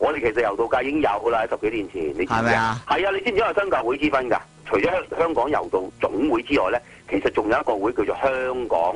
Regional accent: China; 我哋中國人咧一般嚟講就一有個團體嘅時候咧，大家就有爭權

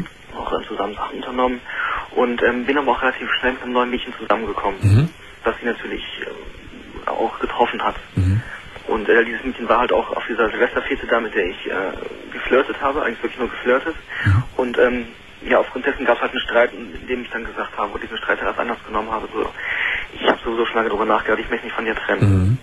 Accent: Düsseldorf, North Rhine-Westphalia, Germany; now in Freiburg, Germany; Und ich komme aus Düsseldorf ursprünglich, wohne jetzt in Freiburg.

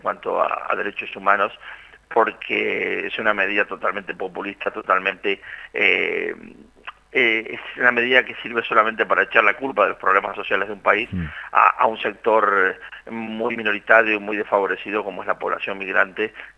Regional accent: La Pampa, Argentina; fui a un pueblo de La Pampa, muy pequeño de donde soy

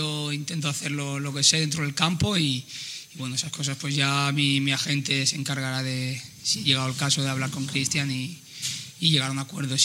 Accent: Crevillente, Valencian Community, Spain; tocaba hoy el brazalete de mi pueblo

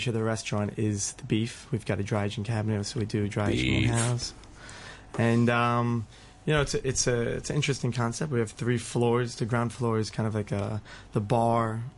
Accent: New York, United States; now in Hong Kong; I was from New York.

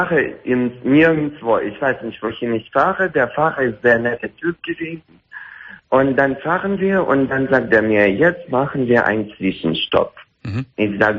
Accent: Russia; accent: Russian; German is a second language; Nein, ich bin nicht Franzose, ich bin Russe.

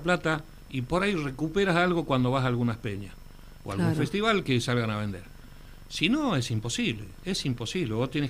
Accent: Quilmes, Buenos Aires Province, Argentina; Si yo soy de aquí, de Quilmes, por más que tenga mi casa en Santiago, por más que viva en Santiago

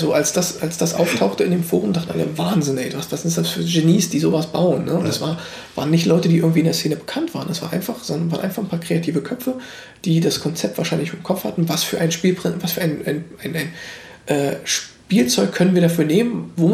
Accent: East Germany, Germany; Star Wars kannte ich ja auch noch nicht wirklich als Ossi

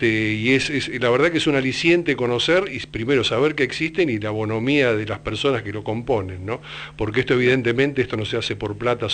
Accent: Argentina; yo soy argentino y mi caída en Paraguay obedece a una articulación solidaria

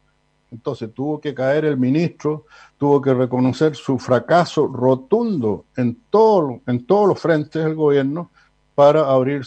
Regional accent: Chile; Eso habla, en cierto modo, de tener mano de guagua, como decimos en Chile

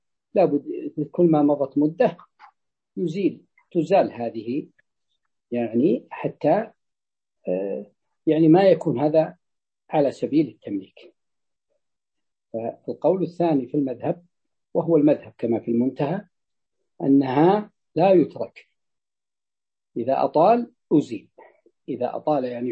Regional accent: Najd, Saudi Arabia; تجد أن حتى عندنا في نجد عندما تفتح السدود تفتح فتأتي إلى المزارع الماء يمشي

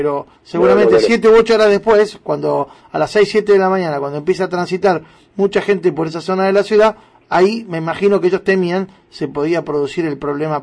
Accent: Buenos Aires, Argentina; te lo digo como porteño, como habitante y permanentemente transeúnte y automovilista de la ciudad de Buenos Aires

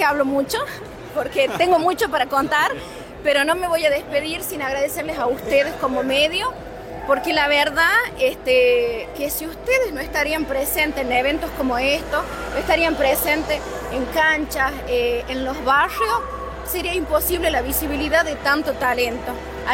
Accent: La Rioja, Argentina; las personas que nosotros elijamos que nos representen como riojanos

